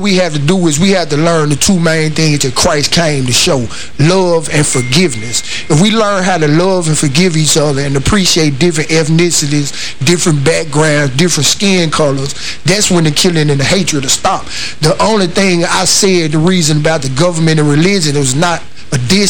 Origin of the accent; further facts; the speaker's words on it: Memphis, Tennessee, United States; I grew up in church, but I grew up in North Memphis, which was a rough area. It was an inner city area